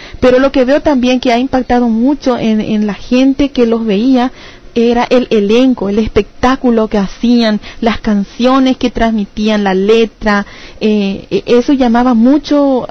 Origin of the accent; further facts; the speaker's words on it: Argentina; Eso me desafió a mí como argentino a hacer mucho más por prepararme y llevar el espíritu de este país para mi país.